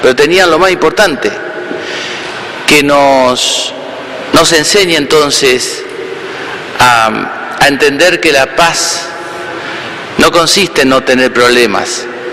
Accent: Entre Ríos, Argentina; Estando en mi pueblo natal, allá en Entre Ríos

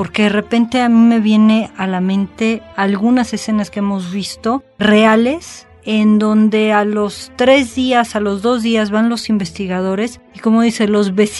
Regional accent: Mexico; quizá como buena mexicana de repente soy un poco escéptica

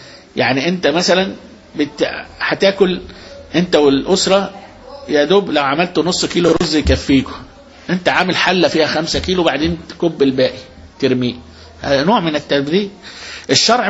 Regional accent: Egypt; احنا عندنا في مصر هنا

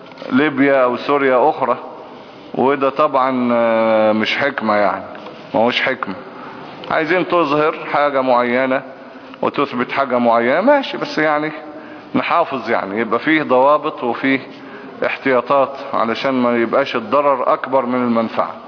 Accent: Egypt; مش مصلحة ان احنا نقعد نطحن في بعض ونموت بعض يعني كمصريين يعني.

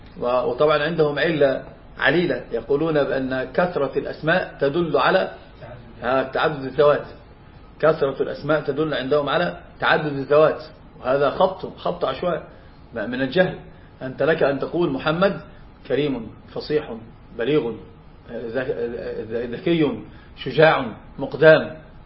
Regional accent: Egypt; فطبعا هناك عندنا في مصر مثلا

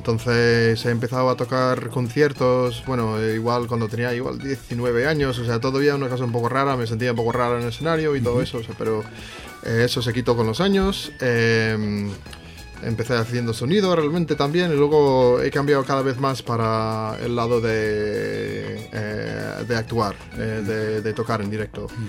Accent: United States; Spanish is a second language; soy de Estados Unidos. Pero claro, como todos somos parte, o sea, bueno, partes de. Bueno, yo soy partes europeas asambladas en Estados Unidos. Entonces. De herencia, bueno, o sea, irlandés

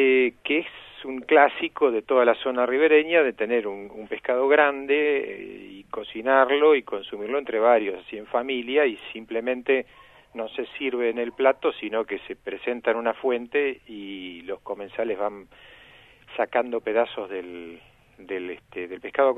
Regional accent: Rosario, Santa Fe, Argentina; born there; Yo pescaba pacú cuando era chico, porque soy nacido en Rosario.

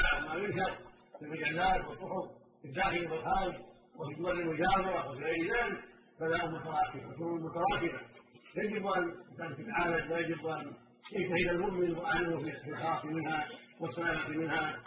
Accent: Oman; الى بلادنا عمان

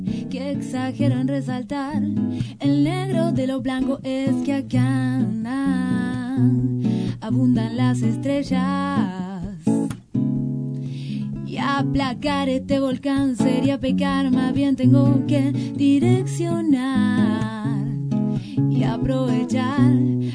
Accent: Lomas del Mirador, Buenos Aires Province, Argentina; Yo soy de Lomas del Mirador y con Jime, las dos somos de Lomas del Mirador

